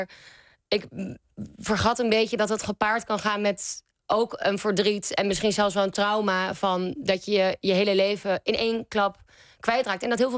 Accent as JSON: {"language": "Dutch", "town": "Amsterdam", "region": "North Holland", "country": "Netherlands", "said": "want ik kom uit Amsterdam, waar ik dus nu weer woon."}